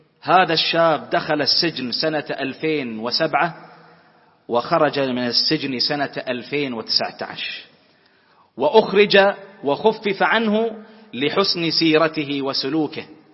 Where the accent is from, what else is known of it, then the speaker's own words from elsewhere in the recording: Bahrain; اللهم احفظ بلدنا البحرين